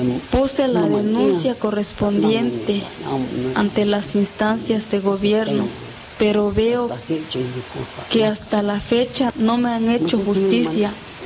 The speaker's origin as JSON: {"language": "Spanish", "town": "Xochistlahuaca", "region": "Guerrero", "country": "Mexico", "tie": "born there", "said": "Actualmente tengo 78 años. Nací en Sulhá, Xochitlahuaca. Soy campesino."}